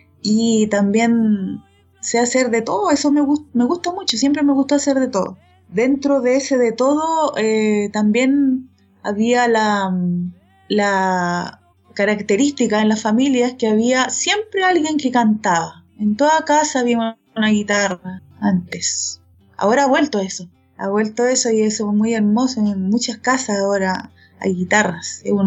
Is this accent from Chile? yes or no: yes; Rancagua, O'Higgins, Chile; born there; Yo nací en Rancagua, una ciudad que queda al sur de Santiago, la capital de Chile, a unos 80, 100 kilómetros al sur. Es una ciudad que es más o menos grande.